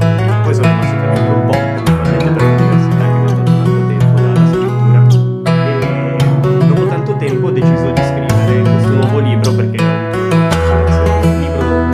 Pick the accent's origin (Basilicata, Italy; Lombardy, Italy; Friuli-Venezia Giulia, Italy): Lombardy, Italy; Erba; a Erba, perché io sono originario di Erba, sono nato.